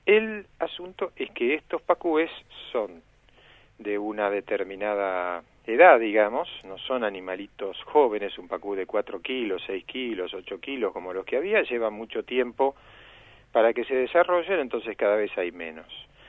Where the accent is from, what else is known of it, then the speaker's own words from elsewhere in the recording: Rosario, Santa Fe, Argentina; born there; Yo pescaba pacú cuando era chico, porque soy nacido en Rosario.